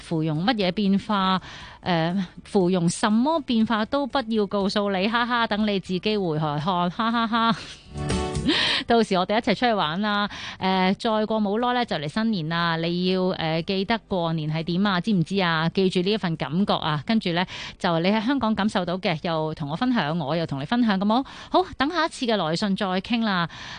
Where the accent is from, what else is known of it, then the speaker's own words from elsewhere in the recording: Taiwan; 喂，你好啊，我系台湾人嚟噶